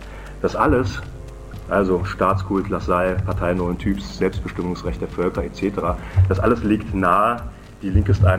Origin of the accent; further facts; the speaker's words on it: Halle, Saxony-Anhalt, Germany; ich komme aus Halle